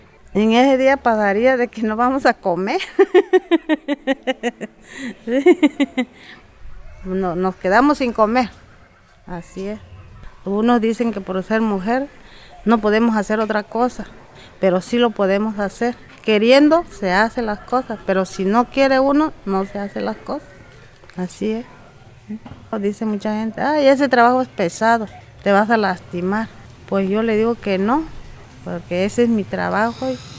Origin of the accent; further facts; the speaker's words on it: San Francisco Ixhuatán, Oaxaca, Mexico; Yo soy de San Francisco, Izhuatán, Oaxaca. Aquí en Izhuatán.